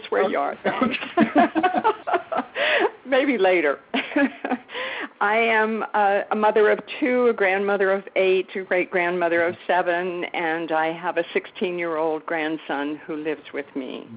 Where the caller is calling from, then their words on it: Winston-Salem, North Carolina, United States; I'm here from Winston-Salem, North Carolina.